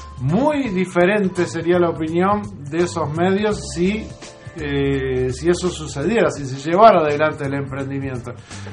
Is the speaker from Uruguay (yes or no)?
yes; Uruguay; yo como uruguayo